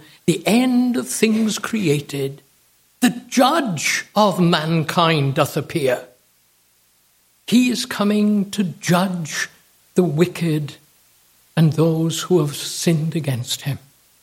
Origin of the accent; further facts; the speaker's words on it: United States; We Americans, and I say we because I am an American, know nothing about kings and queens.